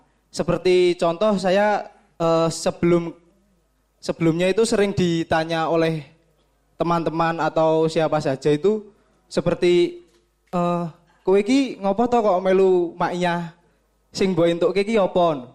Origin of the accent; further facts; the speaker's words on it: Nganjuk, East Java, Indonesia; saya berasal dari Nganjuk.